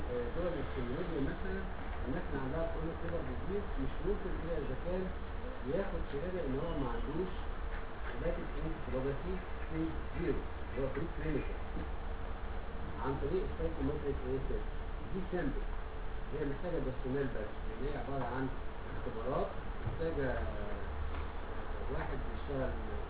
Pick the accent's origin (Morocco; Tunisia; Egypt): Egypt; اللي هو مهم جدا بقى عندنا في مصر